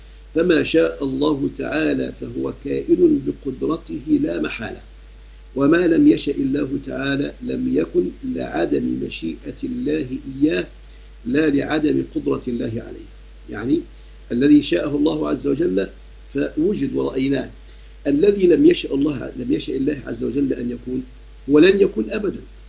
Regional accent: Sharqia Governorate, Egypt; عندنا في مصر الشرقية

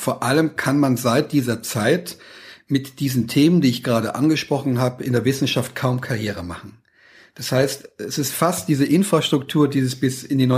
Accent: Saarland, Germany; weil ich Katholik bin, aus Westdeutschland stamme, wo ich herkomme, aus einem kleinen Dorf im Saarland, da gab es gar keine Migranten.

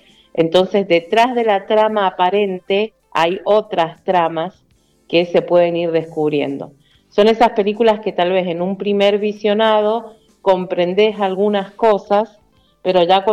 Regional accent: Mendoza, Argentina; está protagonizada por mendocinos. Así que es una oportunidad para ver de otra manera nuestros paisajes, escuchar nuestro acento

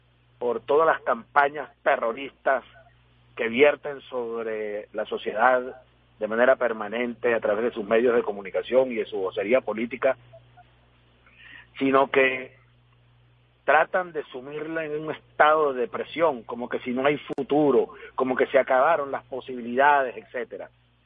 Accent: Venezuela; como somos los venezolanos, dispuestos al trabajo cotidiano

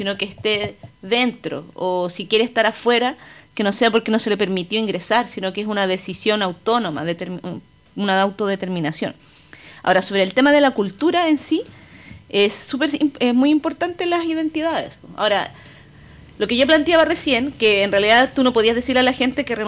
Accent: Santiago, Santiago Metropolitan Region, Chile; si bien yo me siento santiaguina y soy parte de la ciudad, etcétera, la conozco

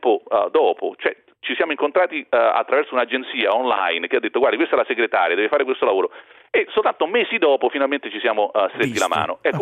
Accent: Rome, Lazio, Italy; born there; lo sanno tutti, che si sente anche dall'accento, che sono nata a Roma.

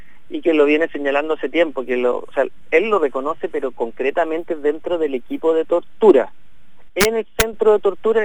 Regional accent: Chile; obedece a un tipo de país que hemos construido como chilenos

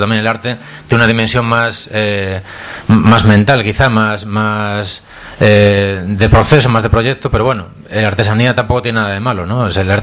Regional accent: Pontevedra, Galicia, Spain; Soy de Pontevedra, soy más del Celta.

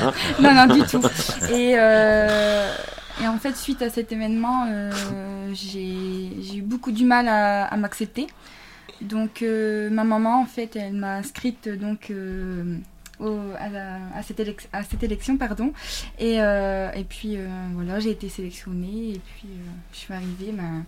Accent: Saint-Omer, Hauts-de-France, France; étant donné que je suis de Saint-Omer, c'est vrai que c'est une découverte pour moi, pour cette ville.

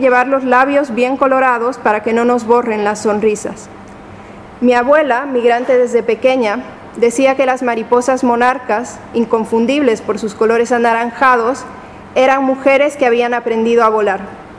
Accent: Mexico; Como mexicana, los colores importan, recuerdan a comida, a casa, a familia.

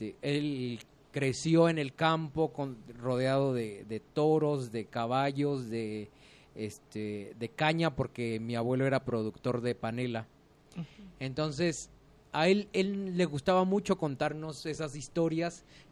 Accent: Oaxaca, Mexico; Yo soy oaxaqueño, nací en 1979

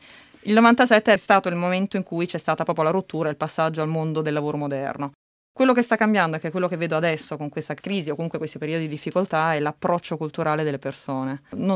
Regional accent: Naples, Campania, Italy; Mi hanno offerto un lavoro a Roma, io sono napoletana

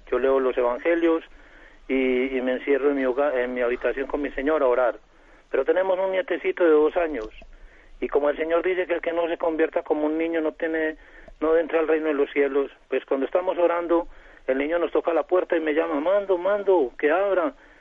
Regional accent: Colombia; soy colombiano.

